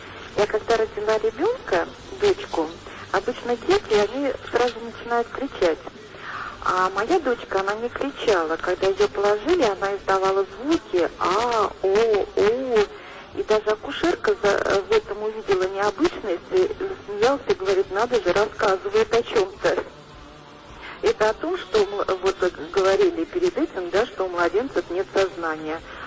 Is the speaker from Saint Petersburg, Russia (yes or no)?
no; Moscow, Russia; Здравствуйте, я из Москвы.